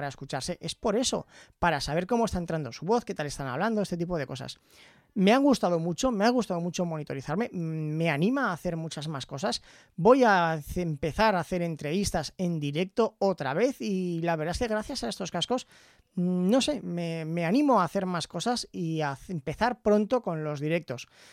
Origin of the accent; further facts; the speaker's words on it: Aragon, Spain; accent: Aragonese; yo tengo un acento maño, pero bestial.